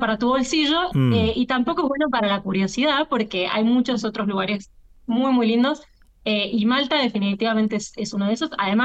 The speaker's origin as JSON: {"language": "Spanish", "region": "San Juan", "country": "Argentina", "said": "para la escala que nosotros tenemos como argentinos y argentinas"}